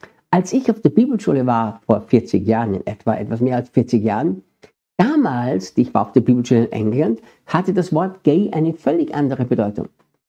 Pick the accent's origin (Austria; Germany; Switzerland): Austria; Ich bin ja Österreicher und manchmal merke ich, dass wir in Österreich oft ein bisschen andere Worte verwenden als in Deutschland oder in der Schweiz.